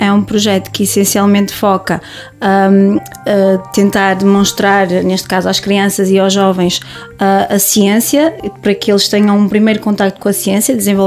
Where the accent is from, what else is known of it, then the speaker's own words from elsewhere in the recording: Guimarães, Braga, Portugal; tenho 28 anos e sou de Guimarães.